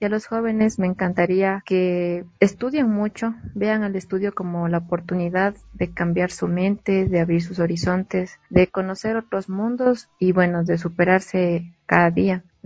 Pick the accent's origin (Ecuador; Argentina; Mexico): Ecuador; Latacunga, Cotopaxi; yo soy de la Tacunga.